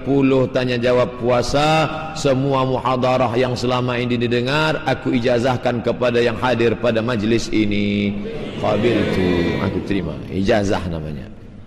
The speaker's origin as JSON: {"language": "Indonesian", "country": "Indonesia", "lives_now": "Malaysia", "said": "Ustaz, saya dari Indonesia mencari nafkah di Malaysia."}